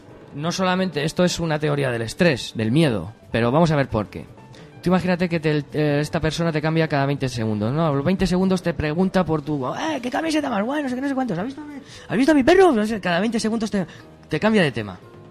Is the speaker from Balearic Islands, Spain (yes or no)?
no; Madrid, Community of Madrid, Spain; yo soy de mi barrio, soy de La Lipa y vivo en Vallecas.